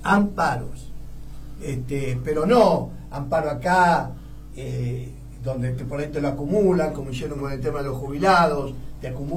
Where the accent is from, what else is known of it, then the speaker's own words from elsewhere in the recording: Argentina; vos fijate qué idiota que somos los argentinos